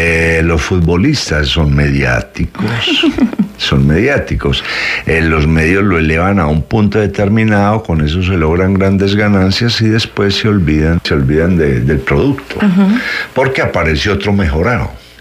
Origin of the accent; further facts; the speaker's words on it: Colombia; nosotros somos colombianos por cédula, no por identidad.